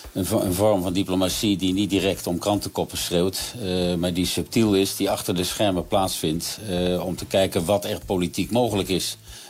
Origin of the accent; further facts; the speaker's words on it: Netherlands; Wij zijn als Europeanen en zeker als Nederlanders, het ligt ook in mijn aard om overal op tijd te komen.